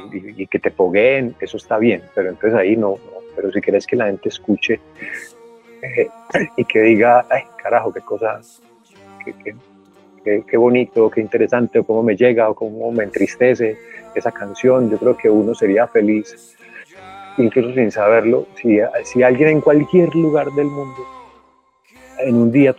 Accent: Angostura, Antioquia, Colombia; Yo crecí en Angostura. Angostura es un pueblo al noroccidente de Antioquia.

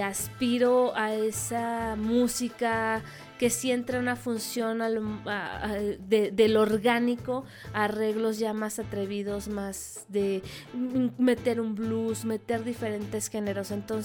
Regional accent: Saltillo, Coahuila, Mexico; Yo crecí en Saltillo, Coahuila, me considero norteña de corazón y realmente crecí escuchando música norteña.

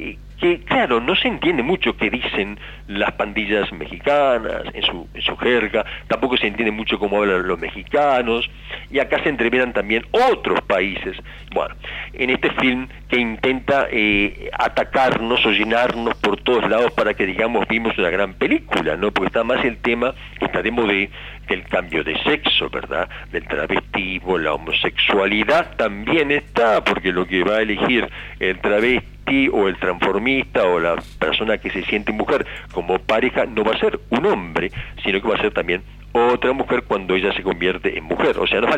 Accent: Uruguay; yo soy auténticamente uruguayo, le digo por aquellos que piensan que soy uruguayo, y además de origen napolitano, no pude ser italiano.

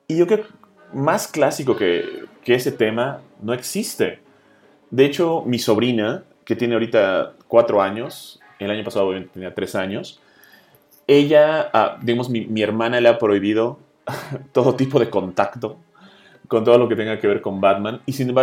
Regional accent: Cancún, Quintana Roo, Mexico; also born or lived in United States; now in Mexico City, Mexico; yo vivía obviamente en los Estados Unidos por un tiempo, me vine a vivir a Cancún, y de ahí soy, yo soy de Cancún. Y de ahí me vine a vivir al DF

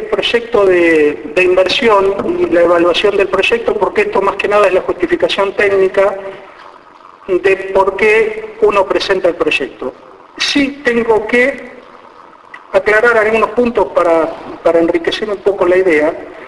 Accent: Alvear, Argentina; moved away; Yo soy de Alvear, he nacido en Alvear, por cuestiones fortuitas me fui a vivir a otro lado, pero mi raíz está en Alvear.

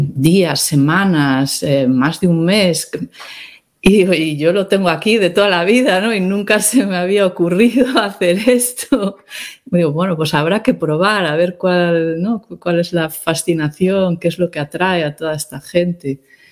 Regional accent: Pontevedra, Galicia, Spain; Yo en mi vida había visto un peregrino pasando por Pontevedra. Cuando era pequeña, cuando estaba creciendo tal en Pontevedra, ni veíamos peregrinos

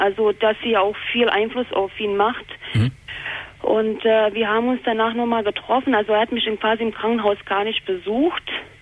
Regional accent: Bosnia & Herzegovina; also ich komme ja ursprünglich aus Bosnien, aus Jugoslawien

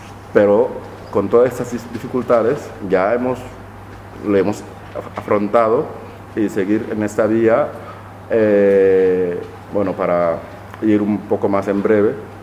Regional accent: Senegal; soy miembro del sindicato Mantero y soy de Senegal

